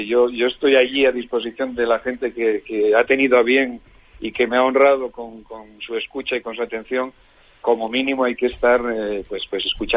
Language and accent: Spanish; Villaviciosa, Asturias, Spain; regresó a mi pueblo natal, a Villaviciosa